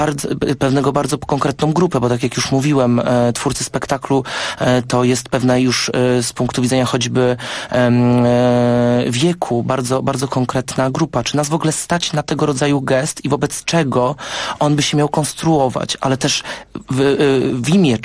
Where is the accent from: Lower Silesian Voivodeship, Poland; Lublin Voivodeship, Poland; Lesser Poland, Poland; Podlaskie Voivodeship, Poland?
Lower Silesian Voivodeship, Poland; Wrocław; Ja pochodzę gdzieś oryginalnie z Wrocławia i to tam mam swoje korzenie i zawsze mi się wydawało, że to jest takie otwarte miasto. Niedaleko mojego domu znajdowała się dzielnica Czterech Świątyń, wielokulturowe jakieś miejsce